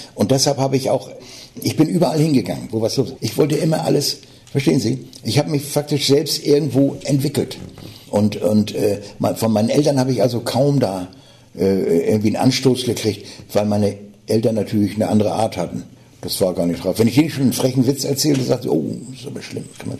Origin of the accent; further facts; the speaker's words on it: Hamburg, Germany; wenn ich auf der Bühne bin als Hamburger Jung